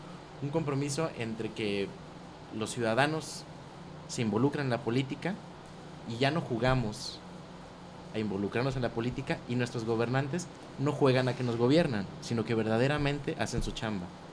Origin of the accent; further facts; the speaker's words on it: Mexico; ¿Qué necesitamos nosotros como mexicanos?